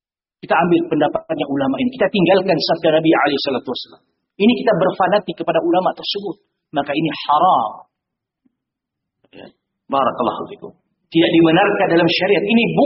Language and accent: Indonesian; Aceh, Indonesia; Itu kalau di kampung saya di Aceh, tengku enggak boleh taklid.